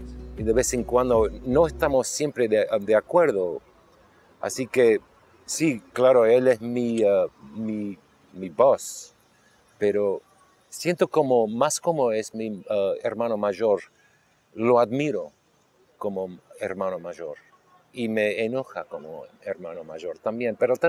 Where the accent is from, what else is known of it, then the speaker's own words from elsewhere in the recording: Argentina; born there; yo no vengo de una parte particular, yo no creo, soy más internacional porque nací en Argentina, inglés, un poco inglés, americano, así que yo no vengo de un lugar particular.